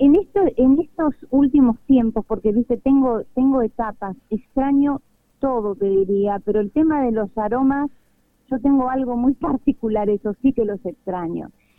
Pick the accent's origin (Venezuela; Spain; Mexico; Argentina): Argentina; Venado Tuerto, Santa Fe; Y por supuesto, tengo parte de mi familia ahí, que si Dios quiere, los voy a ver, porque ahora el 29 creo que ya viajo para allá. Y voy a Venado Tu